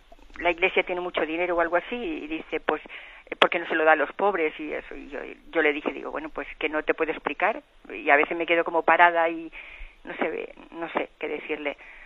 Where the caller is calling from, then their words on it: Balearic Islands, Spain; de Mallorca.